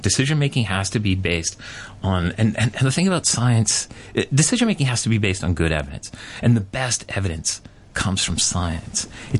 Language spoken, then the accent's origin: English; Canada; I grew up as a British subject, right? I was a Canadian, and so in school, sang the national anthem.